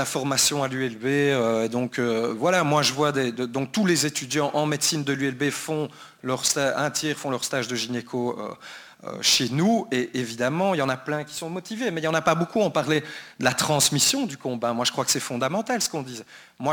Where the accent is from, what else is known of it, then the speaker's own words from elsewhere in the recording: Brussels, Brussels-Capital Region, Belgium; Je viens de Bruxelles aussi.